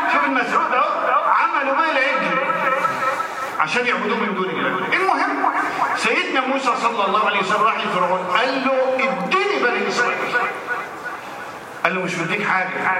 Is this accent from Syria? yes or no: no; Egypt; ده المثال يهمنا يغصنا احنا كمصريين